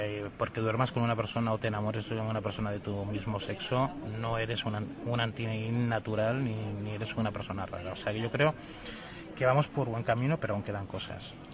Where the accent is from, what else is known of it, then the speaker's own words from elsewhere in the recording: Castilla-La Mancha, Spain; yo que vengo de la zona de La Mancha